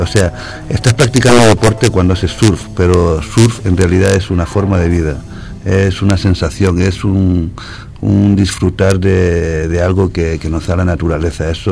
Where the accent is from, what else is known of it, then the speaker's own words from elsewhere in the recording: Canary Islands, Spain; en mi tierra hay una derecha que mucha gente la considera la mejor derecha de Europa.